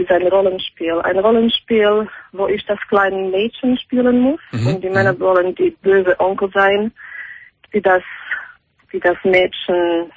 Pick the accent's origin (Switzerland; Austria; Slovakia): Slovakia; German is a second language; also born or lived in Germany; now in Amsterdam, Netherlands; ich habe absolut gar keinen amerikanischen Akzent. Ich bin geborene Slowakin.